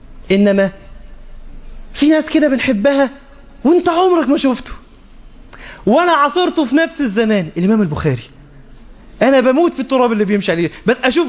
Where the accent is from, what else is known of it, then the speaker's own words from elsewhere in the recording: Egypt; حتى عندنا في مصر الأمر مبالغ فيه